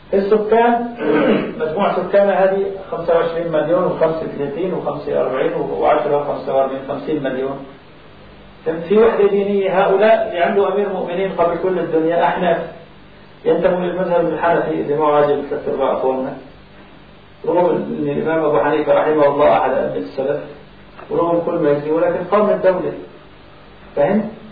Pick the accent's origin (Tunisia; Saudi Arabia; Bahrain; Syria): Syria; Aleppo, Aleppo Governorate; born there; إحنا كانتماء لأمي أنا إيش بهمني إني أنا جاهد في حلب مسقط رأسي؟